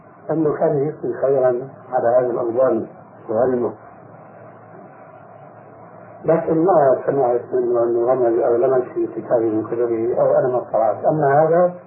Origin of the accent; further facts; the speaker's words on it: Syria; يشكو مش عندنا في الشام